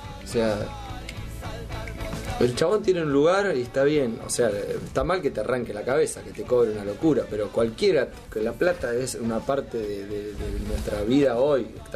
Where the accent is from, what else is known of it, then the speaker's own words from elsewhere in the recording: Necochea, Buenos Aires Province, Argentina; nosotros que somos de Necochea, por ejemplo